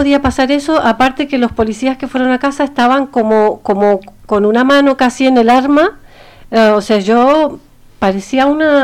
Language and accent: Spanish; Argentina; porque soy argentina, porque soy de otro país.